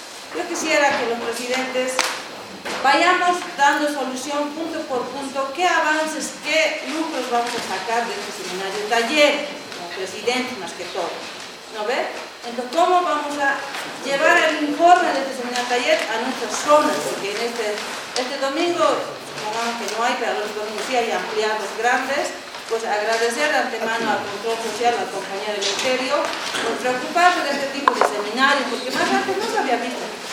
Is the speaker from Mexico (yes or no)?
no; Bolivia; yo pienso que como ciudadana boliviana y como padre de familia que somos